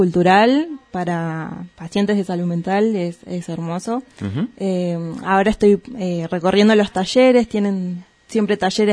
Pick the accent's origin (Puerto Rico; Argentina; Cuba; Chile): Argentina; Bariloche, Río Negro; me dieron la posibilidad de poder volver a mi lugar de origen. Yo soy de acá, de Bariloche.